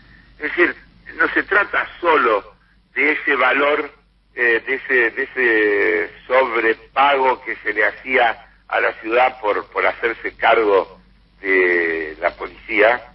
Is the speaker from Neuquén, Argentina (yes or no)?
no; Buenos Aires, Argentina; reprocharme que yo como porteño tenía que defender a la ciudad.